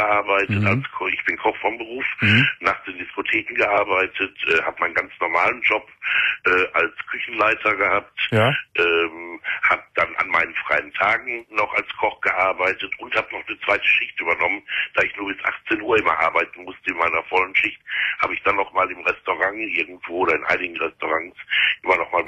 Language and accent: German; Gelsenkirchen, North Rhine-Westphalia, Germany; Ich komme aus Gelsenkirchen und die Entgiftung hier, das sind nur 20 Plätze